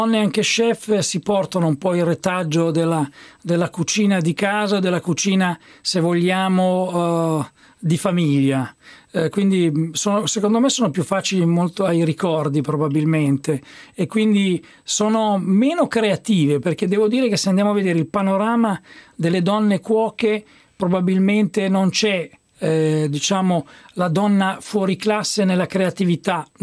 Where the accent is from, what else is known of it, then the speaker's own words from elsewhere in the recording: Emilia-Romagna, Italy; Mi viene a dire donne e motori, cioè dolori, come dicono dalle mie parti in Romagna.